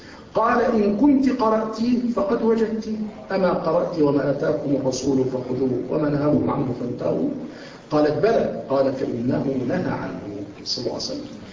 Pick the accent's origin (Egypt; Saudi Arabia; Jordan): Egypt; هؤلاء الأولاد الفتوات عندنا في مصر أيضا